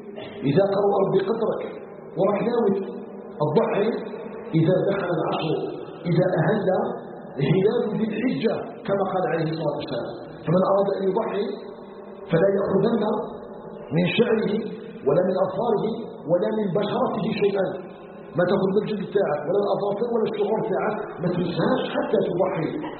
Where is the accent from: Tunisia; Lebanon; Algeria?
Algeria; أن يجعل بلدنا الجزائر بلدا آمنا مطمئنا وسائر بلاد المسلمين.